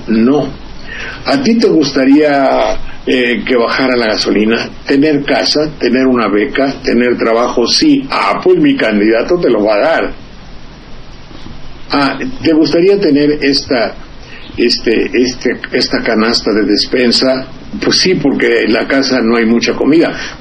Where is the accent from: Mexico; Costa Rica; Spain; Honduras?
Mexico; Xalapa, Veracruz; Soy de Jalapa, y los chiles jalapeños, que ya hoy no se hacen, son reconocidos en muchas partes.